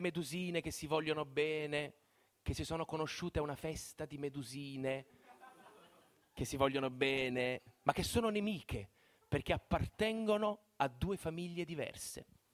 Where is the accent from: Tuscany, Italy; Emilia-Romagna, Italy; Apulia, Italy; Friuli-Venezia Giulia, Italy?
Apulia, Italy; Bari; ogni volta che dico a un pugliese che sono di Bari